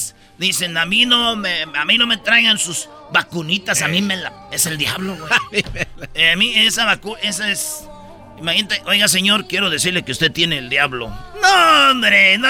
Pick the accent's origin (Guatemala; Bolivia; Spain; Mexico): Mexico; ¡Claro! ¡Somos mexicanos!